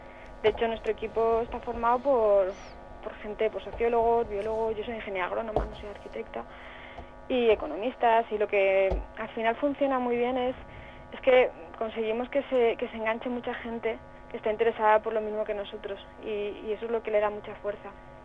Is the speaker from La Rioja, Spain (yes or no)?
no; Alicante, Valencian Community, Spain; now in Asturias, Spain; Sí, bueno, nosotros venimos de una de ellas, nosotros somos de Alicante.